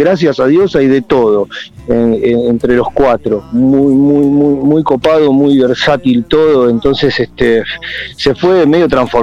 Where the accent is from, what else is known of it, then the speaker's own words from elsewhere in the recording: Ciudad Evita, Buenos Aires Province, Argentina; somos todos de Ciudad Evita, básicamente, ahí para barrios de daños, pero para decirlo más rápido, somos todos de ahí